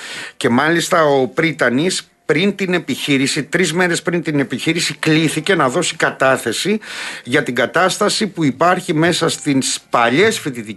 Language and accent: Greek; Peloponnese, Greece; γιατί είμαι από την Πελοπόννησο όπως και εσύ.